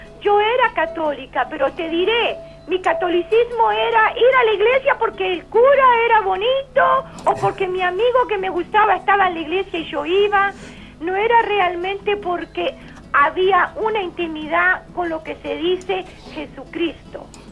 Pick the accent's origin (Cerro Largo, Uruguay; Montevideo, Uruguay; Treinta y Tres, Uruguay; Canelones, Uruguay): Canelones, Uruguay; Soca; Para mí, bueno, Soca es mi pueblito querido